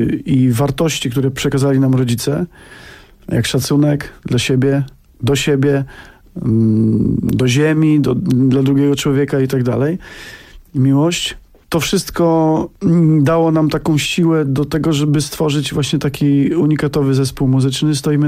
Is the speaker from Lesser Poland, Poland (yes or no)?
yes; Lesser Poland, Poland; My pochodzimy z Małopolski, tam taka góralska, góralskie zacięcie biesiadne u nas jest właściwie nieodłącznym takim elementem naszego życia rodzinnego.